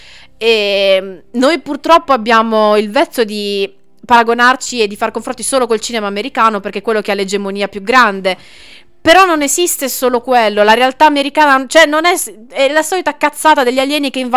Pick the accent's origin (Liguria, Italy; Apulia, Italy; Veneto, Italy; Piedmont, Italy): Apulia, Italy; Bari; io sono di Bari, ho studiato prevalentemente in Puglia